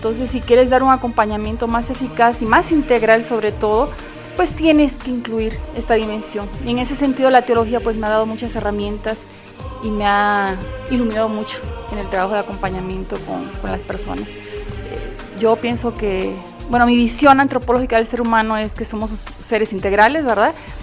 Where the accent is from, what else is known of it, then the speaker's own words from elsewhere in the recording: Puerto Rico; now in Mexico City, Mexico; Vengo de Puerto Rico, pero hace ya 22 años que vivo aquí en Ciudad de México.